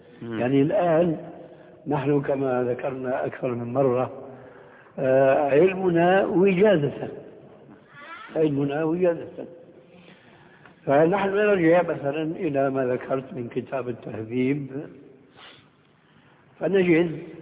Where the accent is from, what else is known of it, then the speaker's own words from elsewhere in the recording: Syria; التعبير عندنا في سوريا